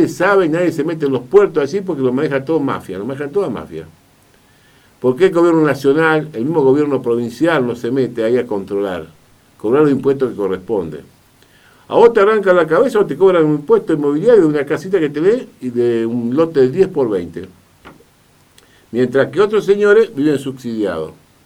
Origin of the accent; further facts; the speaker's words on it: Argentina; Somos así los argentinos